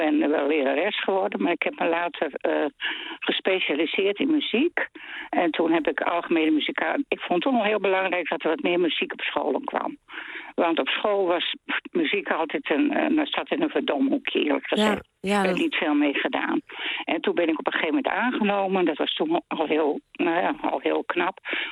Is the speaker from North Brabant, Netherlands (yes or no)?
no; Friesland, Netherlands; Ik kom uit Friesland en er werd ook veel op bruiloft en partijen gespeeld.